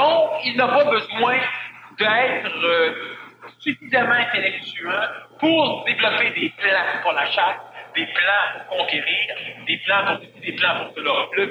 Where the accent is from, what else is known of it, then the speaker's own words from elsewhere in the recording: Montreal, Quebec, Canada; Je suis un Montréalais. Je suis un Québécois.